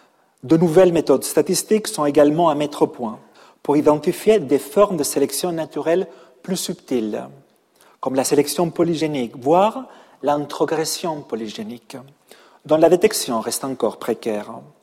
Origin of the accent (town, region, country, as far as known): Catalonia, Spain; French is a second language; now in Paris, France